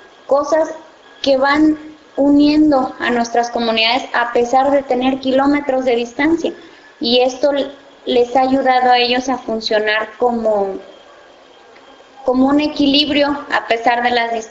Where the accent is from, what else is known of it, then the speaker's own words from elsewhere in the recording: San Luis Acatlán, Guerrero, Mexico; soy de San Luis Acatlán, Guerrero, eso está en México, es parte del territorio comunitario